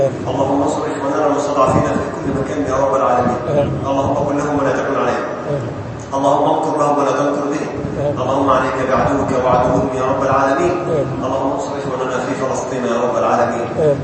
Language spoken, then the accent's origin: Arabic; Egypt